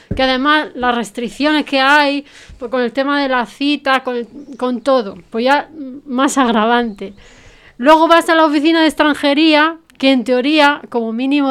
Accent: Spain; soy española y le puedo ayudar

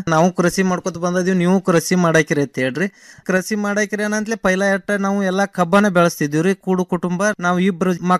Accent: Mudhol, Karnataka, India; now in Dharwad, India; ನಾವು ಈಗ ಮುದೋಳದವ್ರು ಈಗ ಧಾರವಾಡದಾಗ ಬಂದು ಸಟ್ ಹಾಕಿವಿ

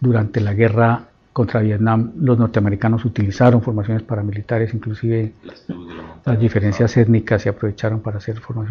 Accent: Colombia; nosotros tenemos la tragedia de haber hecho aportes como colombianos.

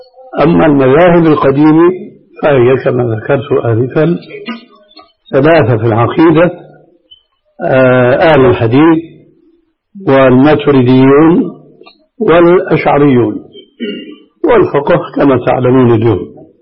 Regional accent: Syria; أما جماهير الناس كما يقولون عندنا في سوريا هاتي لك وامشي

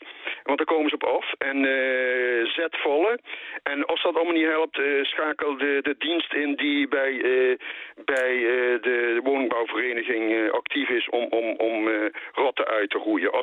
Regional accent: Eijsden, Limburg, Netherlands; born there; ik ben dus een halve Belg, want ik ben in IJsden geboren. En als ik mijn voet over de spoorlijn zet, zat ik in België.

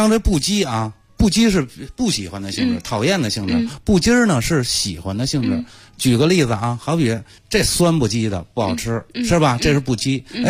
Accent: Beijing, China; 我们北京人

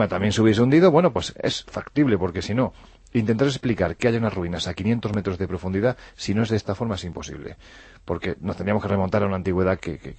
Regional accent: Andalusia, Spain; O sea, saltamos también a Andalucía, mi tierra, que ya tenía yo unas ganas...

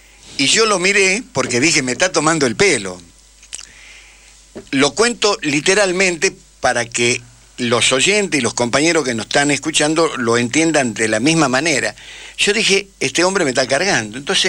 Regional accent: Tucumán, Argentina; yo soy tucumano, puedo hablar de cítricos, ¿no? Con cierto conocimiento geográfico y de causa. La mitad de mi familia está dedicada a la industria a la cosecha, a la siembra y a la cosecha del limón

